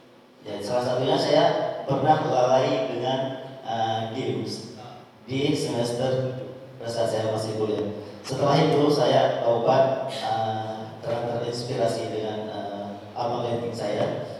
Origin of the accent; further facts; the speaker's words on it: Aceh, Indonesia; Saya berasal dari Aceh Besar, tempat di Anjun, di komplek Villa Bon.